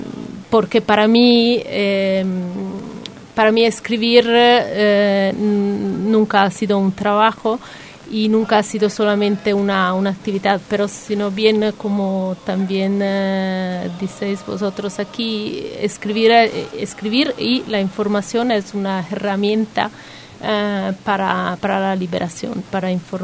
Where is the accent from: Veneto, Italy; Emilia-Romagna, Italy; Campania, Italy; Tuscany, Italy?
Veneto, Italy; Venice; Spanish is a second language; soy italiana, pero la verdad que no he vivido muchísimo en Italia